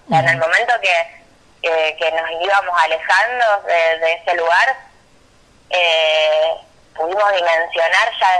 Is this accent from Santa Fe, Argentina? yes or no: yes; San Lorenzo, Santa Fe, Argentina; la mayoría somos de acá de San Lorenzo, en realidad somos de toda la región, pero principalmente de San Lorenzo.